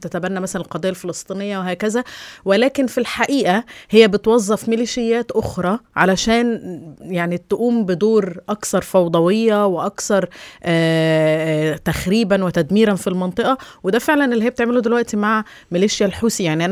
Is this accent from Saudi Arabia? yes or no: no; Egypt; عندنا في مصر بيقولك ايه مثل كده شعبي بنقوله